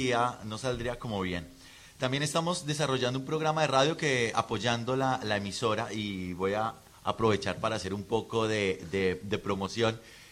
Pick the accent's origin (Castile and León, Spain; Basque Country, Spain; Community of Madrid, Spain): Basque Country, Spain; Bilbao; Somos de Bilbao.